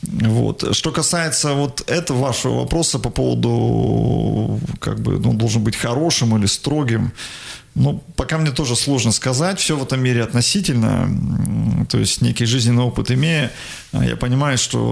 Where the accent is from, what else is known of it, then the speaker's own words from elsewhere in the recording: Igarka, Krasnoyarsk Krai, Russia; Мой родной город, в котором я родился и вырос.